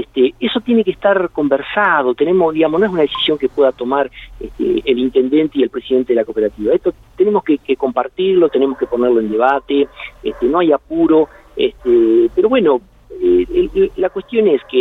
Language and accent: Spanish; Douglas, Argentina; yo soy nacido en un pueblo, en Douglas.